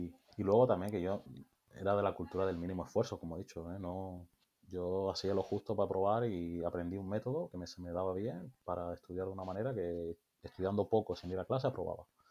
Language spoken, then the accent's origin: Spanish; Canary Islands, Spain; es que soy de Tenerife